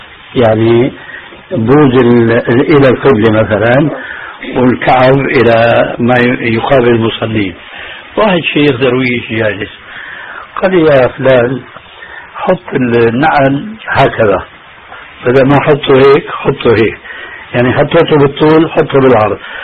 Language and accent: Arabic; Damascus, Damascus Governorate, Syria; دخلت المسجد في عندنا في دمشق